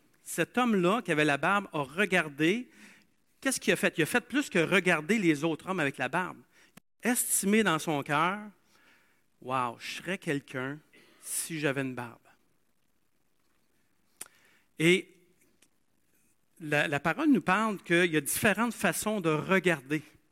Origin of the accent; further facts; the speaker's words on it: Asbestos, Quebec, Canada; là où j'ai grandi, il y avait la mine, j'ai grandi à Asbestos, il y avait une mine d'amiante.